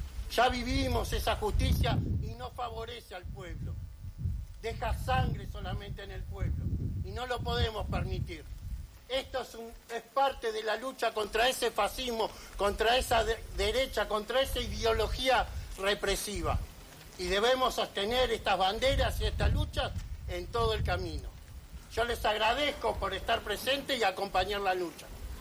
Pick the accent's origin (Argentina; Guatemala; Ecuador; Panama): Argentina; Lanús, Buenos Aires Province; soy del barrio de Villa Jardín, donde tenemos un centro clandestino que es fábrica militar